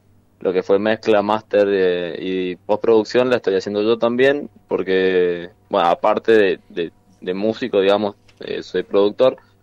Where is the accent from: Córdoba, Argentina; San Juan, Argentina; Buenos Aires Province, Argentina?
San Juan, Argentina; yo soy de San Juan, así que vamos a encontrar viejos amigos